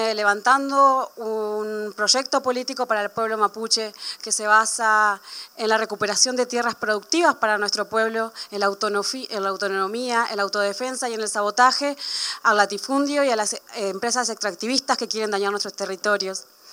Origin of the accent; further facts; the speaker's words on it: Puelmapu, Argentina; también vengo del Puelmapu.